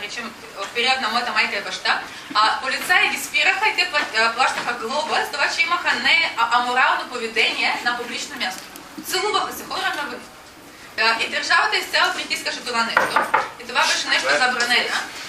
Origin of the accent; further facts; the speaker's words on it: Russia; Bulgarian is a second language; now in Bulgaria; Независимо, че съм от Русия, аз обожавам България, вярвам в нейното бъдеще